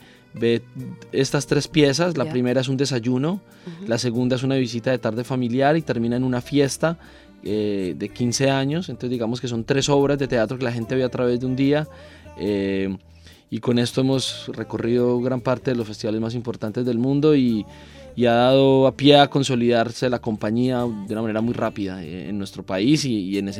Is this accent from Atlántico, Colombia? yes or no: no; Medellín, Antioquia, Colombia; moved away as an adult; also born or lived in Bogotá; Nací en Medellín, allí me crié, allí viví mi juventud, estudié teatro en la Universidad de Antioquia y de allí me fui a Bogotá